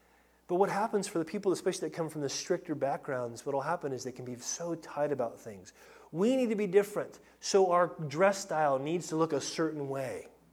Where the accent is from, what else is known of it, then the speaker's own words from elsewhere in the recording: United States; I mean, I'm American for crying out loud, and I am culturally American.